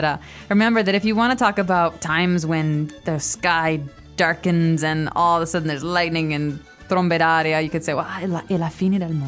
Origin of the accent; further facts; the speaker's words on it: Chicago, Illinois, United States; But I have to tell you, I'm from Chicago, which is in the Midwest. It's the middle part of America.